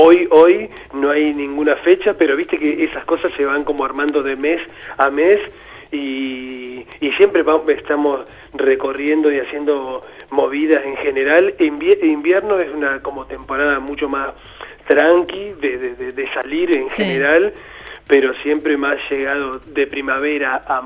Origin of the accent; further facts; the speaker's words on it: Entre Ríos, Argentina; como también soy de Entre Ríos, siempre ir a tocar realmente a las provincias y demás